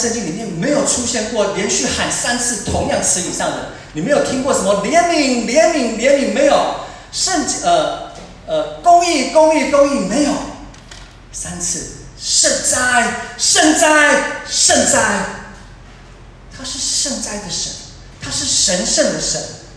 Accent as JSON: {"language": "Chinese", "country": "Taiwan", "said": "我们台湾身处的这个环境，最近因为这个疫情的关系，我们都觉得作为一个台湾人很有感"}